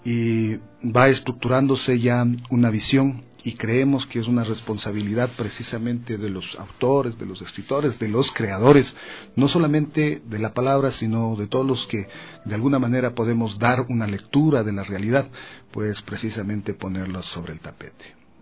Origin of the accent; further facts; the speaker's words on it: Yaruquí, Pichincha, Ecuador; born there; Yo tengo que decirles que nací en Yaruquí, o sea, soy de una parroquia rural de Quito.